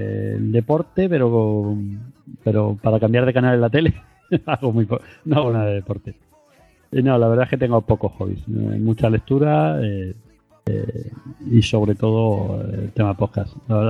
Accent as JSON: {"language": "Spanish", "town": "Madrid", "region": "Community of Madrid", "country": "Spain", "tie": "born there", "lives_now": "Seville, Spain", "said": "mi madre, que ya falleció, mi madre era de Sevilla. Entonces mi madre de joven se fue a Madrid, yo nací en Madrid, mis hermanos pequeños nacieron en Madrid y aproximadamente en 80 y tantos vinimos de vacaciones."}